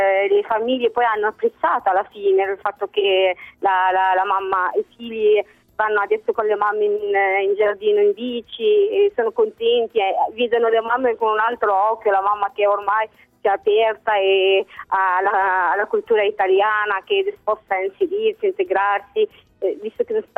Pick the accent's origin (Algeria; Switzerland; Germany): Algeria; Italian is a second language; now in Italy; Io sì, perché andavo da piccola in Algeria.